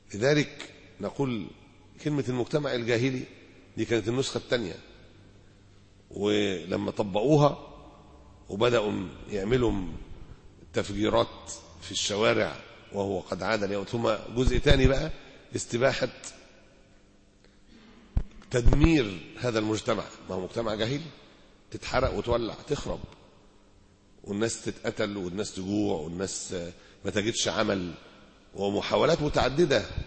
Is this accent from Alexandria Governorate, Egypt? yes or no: yes; Alexandria, Alexandria Governorate, Egypt; احنا دلوقتي عندنا في اسكندرية